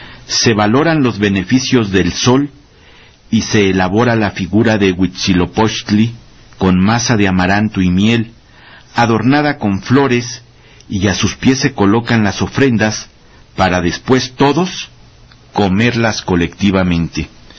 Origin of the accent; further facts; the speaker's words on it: Mexico; esa es la fecha como mexicanos en este día